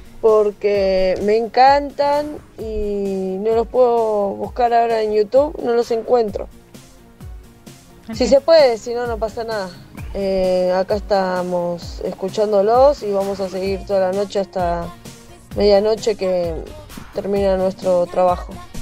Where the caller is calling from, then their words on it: Quilmes, Buenos Aires Province, Argentina; de Quilmes.